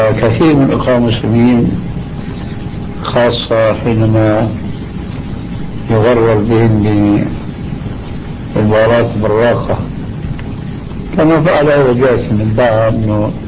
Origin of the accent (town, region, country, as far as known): Syria